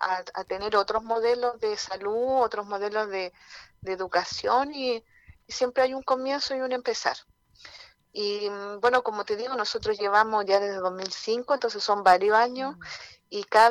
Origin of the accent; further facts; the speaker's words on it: Lo Lleo, Valparaíso, Chile; como somos de acá de Yoyeo, en este caso nos corresponde a esta comuna acá de San Antonio